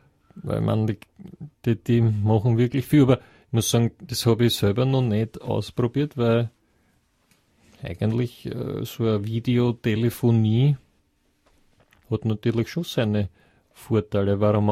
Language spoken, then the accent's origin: German; Vienna, Austria; Also, ich als Wiener, als Österreicher, verstehe dort ja gar nichts.